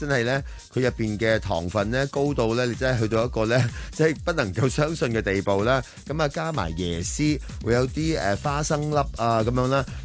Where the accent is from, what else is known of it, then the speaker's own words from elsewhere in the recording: China; 我哋中國人咧，即係喺呢個新春期間咧